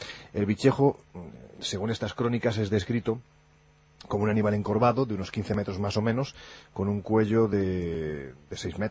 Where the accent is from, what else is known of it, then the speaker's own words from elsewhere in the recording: Andalusia, Spain; Es que yo soy andaluz, pero con muy poquita gracia, lo digo siempre.